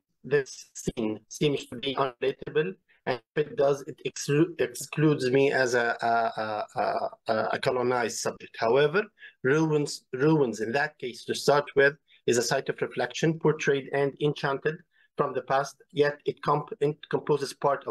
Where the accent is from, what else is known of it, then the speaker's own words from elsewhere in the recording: Palestine; احنا كفلسطينيين ما إلنا علاقة بشو بيصير بعد ال 48